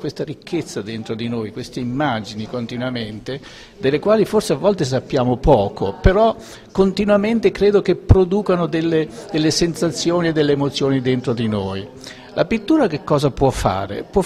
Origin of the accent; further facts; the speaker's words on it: Marche, Italy; Nella mia io sono marchigiano e questi paesaggi, diciamo, parlano un po' la lingua marchigiana.